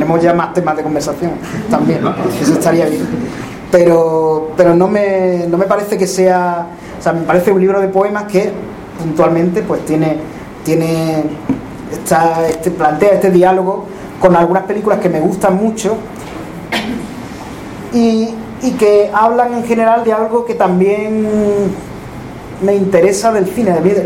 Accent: Extremadura, Spain; now in Seville, Spain; Yo soy extremeño, pero vivo en Sevilla desde hace 20-tantos años, ya 25, 24.

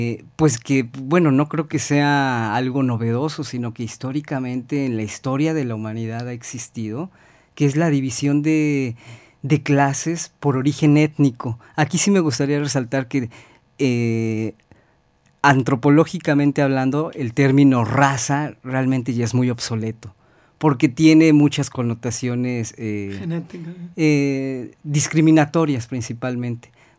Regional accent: Mexico; Ya todos somos mexicanos, pero todos tenemos orígenes culturales muy, muy diversos, ¿no?

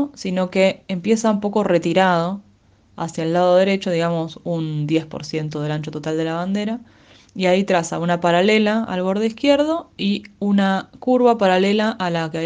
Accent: Lanús, Buenos Aires Province, Argentina; mi ciudad, la ciudad de Lanús, en la cual nací en 1986. En realidad, para ser honesta, no nací en Lanús

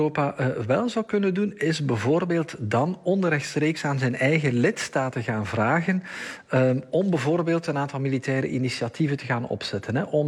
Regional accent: Flanders, Belgium; als Vlaming mag ik dat natuurlijk wel zeggen.

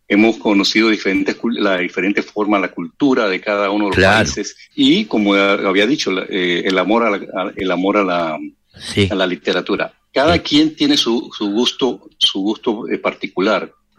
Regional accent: Panama; Y yo soy el único panameño.

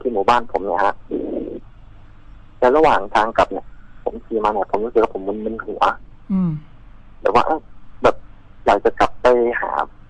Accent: Prachinburi, Thailand; ผมเป็นคนพื้นเพผมเป็นคนปราจีนบุรีนะ

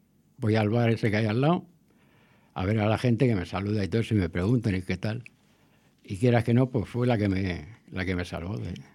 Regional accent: Villaverde, Community of Madrid, Spain; born there; Yo cuando vine aquí en el 95, yo nací en Villaverde. Y me vine en el 95 aquí a la calle General Aranda, que ahora ya no existe.

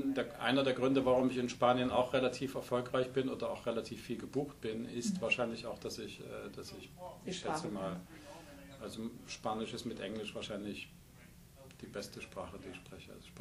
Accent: Germany; ich komme auch aus dem Osten. Das heißt, meine Vergangenheit ist in der DDR. Ich bin in der DDR sozialisiert sozusagen in meiner ersten Kindheit und Jugend.

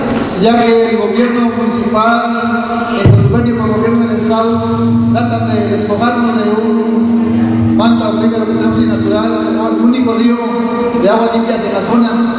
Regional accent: Amatlán de los Reyes, Veracruz, Mexico; Vengo del estado de Veracruz, perteneciente al municipio de La Matlán de los Reyes.

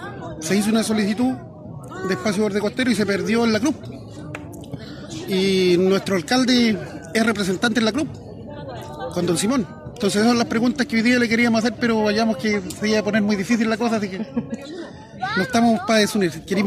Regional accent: Tubul, Biobío, Chile; soy presidente de la comunidad indígena Nehuel Lapken Mapu. Somos de Tubul.

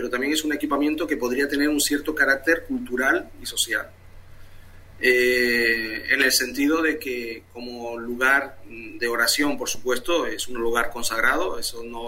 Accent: Madrid, Community of Madrid, Spain; nosotros somos de Carabanchel y estamos en Madrid.

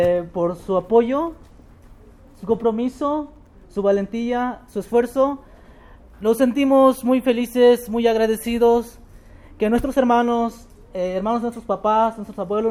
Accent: Campeche, Mexico; born there; porque también sí me siento parte chiapaneco, aunque nací en Campeche

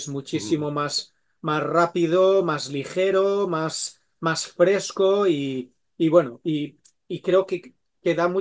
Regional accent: Switzerland; also born or lived in Spain; es que yo de pequeño, cuando crecí, crecí hablando tres idiomas, ¿no? Nosotros crecimos en Suiza y en Suiza pues hablábamos francés, con mis padres hablábamos en valenciano y luego pues cuando íbamos de vacaciones a España hablábamos castellano, ¿no?

